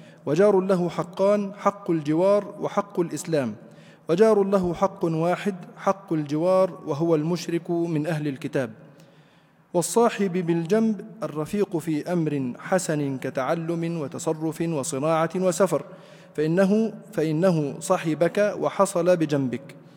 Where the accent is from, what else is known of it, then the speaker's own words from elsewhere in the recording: Egypt; يحدث أحيانا عندنا في مصر وفي بعض البلاد الأخرى يحكم الأعراف